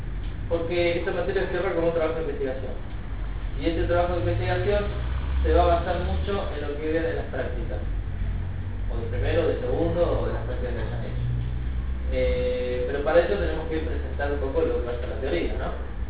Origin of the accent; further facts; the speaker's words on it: Luján, Buenos Aires Province, Argentina; Yo soy de Luján, escrito de Luján.